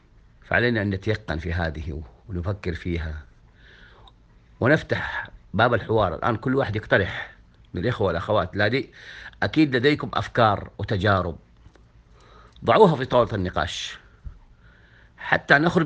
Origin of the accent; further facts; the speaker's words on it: Saudi Arabia; خاصة نحن المقتدرين من السعودية